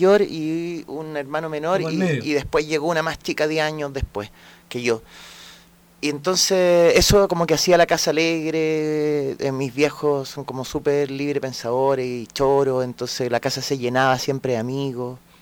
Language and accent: Spanish; Vitacura, Santiago Metropolitan Region, Chile; also born or lived in Providencia; Pero yo en Santiago, toda la vida. Nací en Providencia, pero viví casi toda mi infancia en Vitacura.